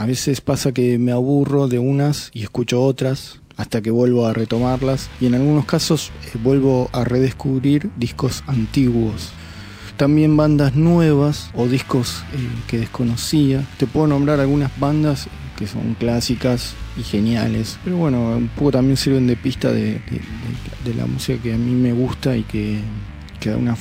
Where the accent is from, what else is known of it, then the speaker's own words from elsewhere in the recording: Quilmes, Buenos Aires Province, Argentina; also born or lived in Caleta Olivia / Río Gallegos; Nací en Capital Federal, pero me crié en Quilmes y en la Patagonia, en las ciudades de Caleta Olivia y Río Gallegos, provincia de Santa Cruz.